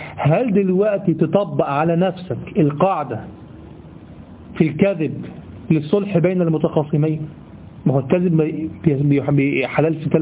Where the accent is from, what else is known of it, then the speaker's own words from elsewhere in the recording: Egypt; والله دي ده دايمين لغوة عندنا في لساننا كمصريين